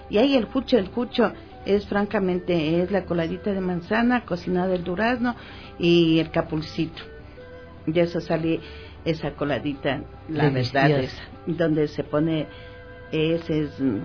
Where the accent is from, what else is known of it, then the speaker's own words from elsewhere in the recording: Ambato, Tungurahua, Ecuador; tengo ese orgullo de ser ambateña.